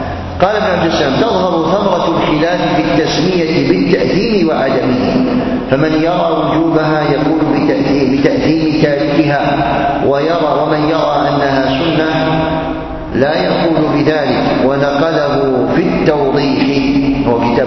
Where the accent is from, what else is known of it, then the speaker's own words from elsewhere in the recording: Algeria; مجلة تصدر عندنا في الجزائر